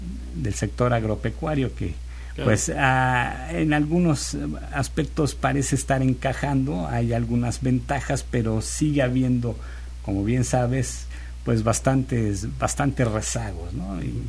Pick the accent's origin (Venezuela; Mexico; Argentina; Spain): Mexico; pues los dueños somos los mexicanos, ¿no?